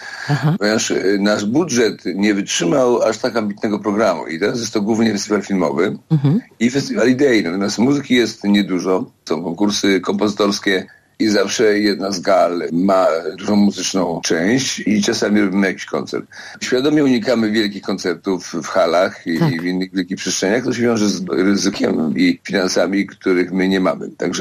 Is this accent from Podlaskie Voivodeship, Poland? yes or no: no; Poznań, Greater Poland Voivodeship, Poland; Jestem poznaniak na uchodźstwie w tej chwili, prawda?